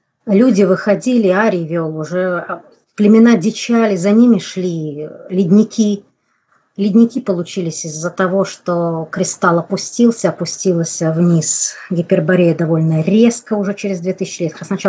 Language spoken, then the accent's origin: Russian; Samara, Samara Oblast, Russia; В горах у Лукоморья это современные Жигули, где, вот откуда я родом, из Самары, где я живу.